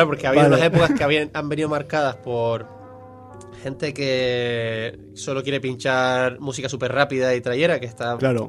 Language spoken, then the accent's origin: Spanish; Spain; Que el único español era yo.